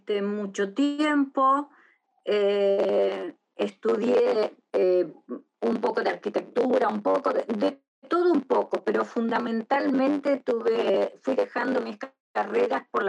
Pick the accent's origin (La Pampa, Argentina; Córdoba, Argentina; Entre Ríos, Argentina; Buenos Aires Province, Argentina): Entre Ríos, Argentina; Paraná; now in Buenos Aires, Argentina; vivo en Buenos Aires, soy de... Yo crecí en Paraná, pero bueno, pero he vivido en Buenos Aires, vivo ahora acá